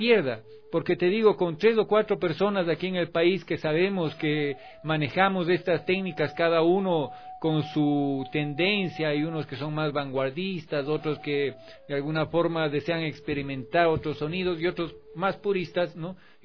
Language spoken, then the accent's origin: Spanish; Cuenca, Azuay, Ecuador; yo crecí en Cuenca entre artesanos ceramistas